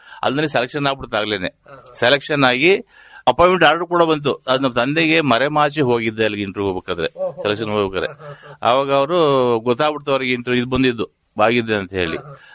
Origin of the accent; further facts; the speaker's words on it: Arakalagudu, Karnataka, India; ನಮ್ಮ ಊರು ಅರಕಲಗೂಡು, ಅರಕಲಗೂಡು ಟೌನ್.